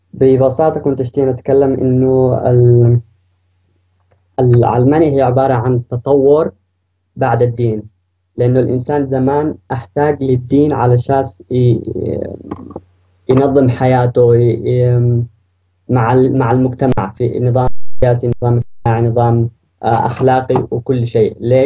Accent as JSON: {"language": "Arabic", "country": "Yemen", "lives_now": "Germany", "said": "من المانيا، يعني عايش بالمانيا ومن اليمن."}